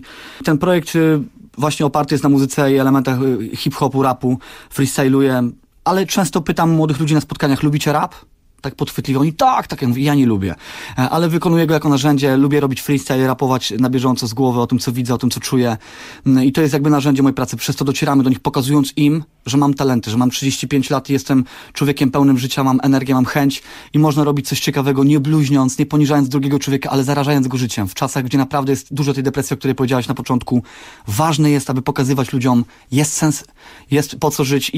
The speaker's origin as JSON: {"language": "Polish", "town": "Pabianice", "region": "Łódź Voivodeship", "country": "Poland", "said": "Tak, jestem z Pabianic, jestem 35-letnim tatą z ogromem pomysłów dla mojej córeczki"}